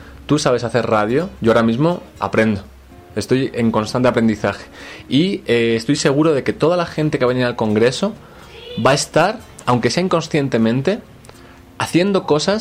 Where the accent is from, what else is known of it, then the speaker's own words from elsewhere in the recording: Spain; Yo, por ejemplo, siendo español de origen, pero soy latino